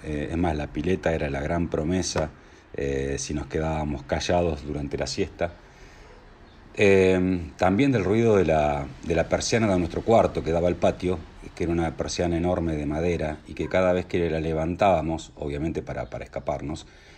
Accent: Pergamino, Buenos Aires Province, Argentina; Cuando éramos chicos, ahí en Pergamino, donde las siestas eran sagradas para mi viejo

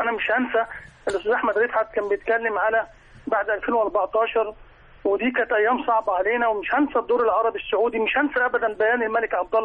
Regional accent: Egypt; يعني صراحه ربنا انا فخور كمصري

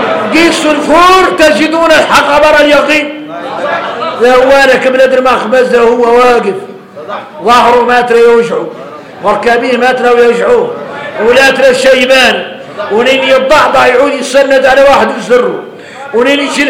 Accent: Mauritania; اي احنا موريتاني حارنا متين العود الاول في قاموس الحسانيه

